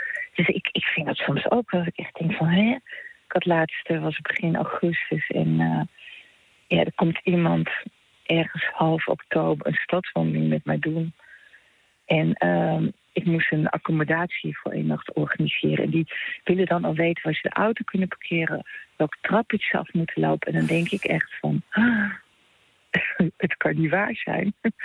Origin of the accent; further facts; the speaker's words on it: Netherlands; now in Italy; Nou ja, ik ben en blijf de Hollandese. En dat is ook goed, want dat ben ik ook. Ik doe volop mee, maar ben en blijf wel Nederlandse.